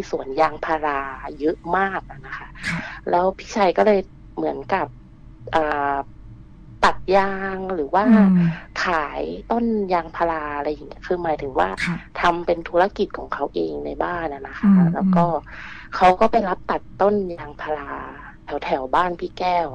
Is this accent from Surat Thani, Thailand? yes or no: no; Nakhon Si Thammarat, Thailand; moved away as an adult; also born or lived in Bangkok; now in Phuket, Thailand; หนูเป็นคนนครศรีธรรมราชนะคะบ้านเดียวกับ … เลยค่ะแล้วหนูเนี่ยออกจากนครศรีธรรมราชมาเรียนต่อที่กรุงเทพตอนมหาลัยนะคะแล้วก็เรียนจบก็กลับไปทำงานที่ภูเก็ตค่ะ